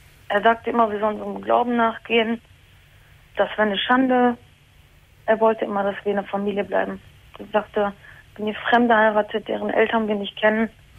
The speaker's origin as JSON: {"language": "German", "country": "Turkey", "lives_now": "Germany", "said": "Ich komme aus der Türkei."}